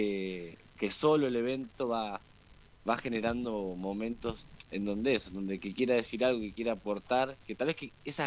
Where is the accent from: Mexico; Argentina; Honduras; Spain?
Argentina; La Plata, Buenos Aires Province; somos nosotros, bueno, platenses, la mayoría